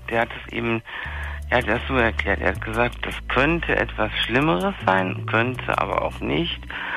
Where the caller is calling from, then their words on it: Munich, Bavaria, Germany; Ich bin bei uns in München hier tierisch Glatteis, weißt, also so das Wetter halt, es war alles glatt.